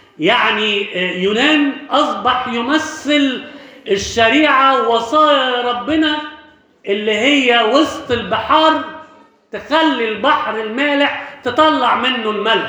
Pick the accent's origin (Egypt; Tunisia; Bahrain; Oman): Egypt; Alexandria, Alexandria Governorate; moved away; في واحد عندنا في اسكندرية من قبل ما أجي أنا هنا يعني حوالي 30 سنة مثلا